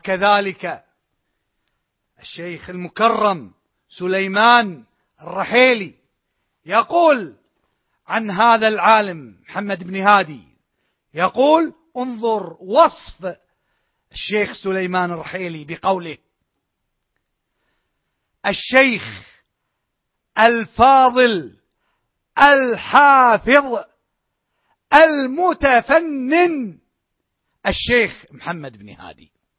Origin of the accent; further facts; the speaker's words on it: Kuwait; ولكن كما تقول العامة عندنا في الكويت